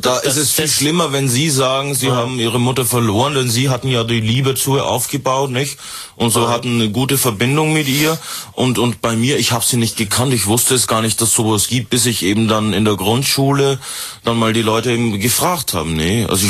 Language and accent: German; Germany; Ich bin auch aus Deutschland.